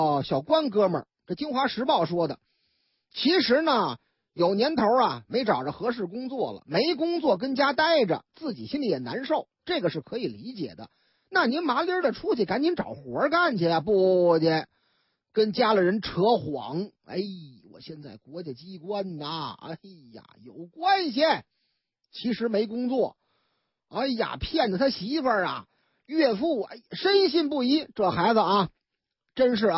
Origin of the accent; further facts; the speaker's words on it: Beijing, China; 我老家也那样哈。那个说你老家哪儿啊，啊，劲松双井这就这俩溜呗